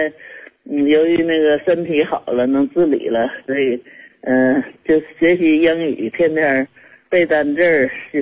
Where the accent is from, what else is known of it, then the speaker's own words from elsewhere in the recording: Shenyang, Liaoning, China; 我是沈阳市大东区、